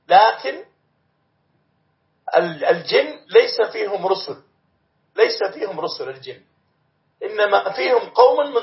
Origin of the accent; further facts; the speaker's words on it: Morocco; في بلادنا المغرب